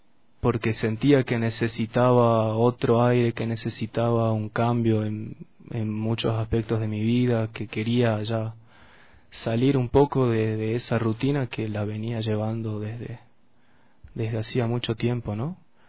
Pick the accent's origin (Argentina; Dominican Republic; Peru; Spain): Argentina; La Caldera, Salta; salí de La Caldera, salí de Salta con un grupo muy querido de amigos de ahí del pueblo